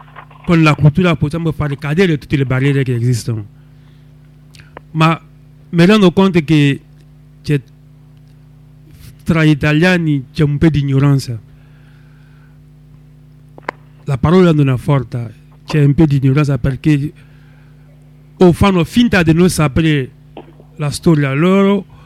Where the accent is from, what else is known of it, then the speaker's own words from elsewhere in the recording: Côte d’Ivoire; now in Rosarno, Italy; africano, vengo da Costa d'Avorio, vivo da quasi 5 anni a Rosarno